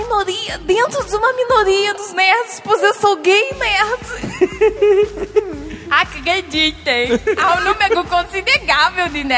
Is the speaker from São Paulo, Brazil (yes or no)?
yes; São Paulo, Brazil; Sou de São Paulo, tenho 24 anos.